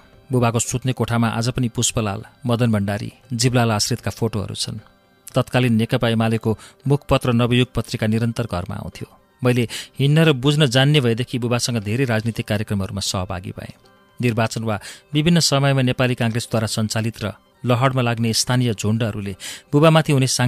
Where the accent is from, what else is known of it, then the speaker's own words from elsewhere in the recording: Pakwadi, Gandaki Province, Nepal; स्याङ्जाको साबिकको पकवादी गाविस वडा नम्बर 3 जन्मिए. त्यहीँको धुलो माटोमा मेरो बाल्यकाल बित्यो.